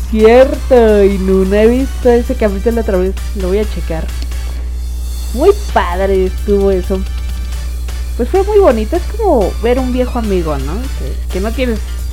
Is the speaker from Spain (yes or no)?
no; Mexico; como buena mexicana, ¿verdad? Llegando a trabajar.